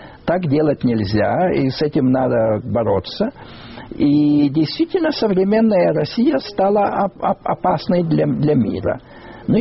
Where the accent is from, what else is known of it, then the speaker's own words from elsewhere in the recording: Lithuania; Я так немножко удивился, потому что я литовец и считаю, что там литовская была.